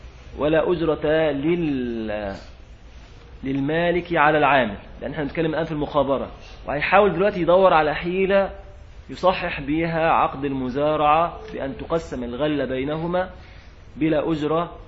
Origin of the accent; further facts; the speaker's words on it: Egypt; أطيان دي كلمة عندنا في مصر معاشر غير المصريين، الأطيان يعني الأراضي